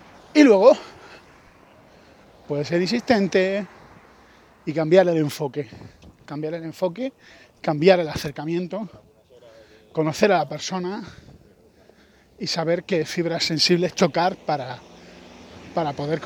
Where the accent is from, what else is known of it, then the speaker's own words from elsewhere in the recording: Spain; Yo soy español